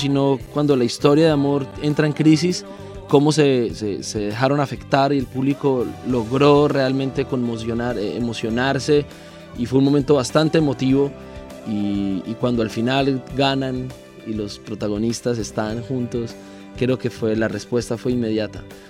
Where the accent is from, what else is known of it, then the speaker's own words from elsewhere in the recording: Ecuador; que también en mi país sucede, entre que los de una zona no quieren a los otros